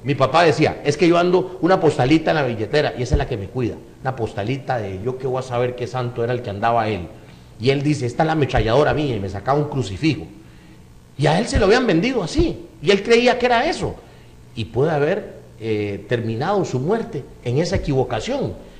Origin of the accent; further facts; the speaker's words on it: Costa Rica; Y usted aquí en Costa Rica, que es mi patria, donde yo precisamente veo mi pueblo que está pereciendo por falta de ese conocimiento.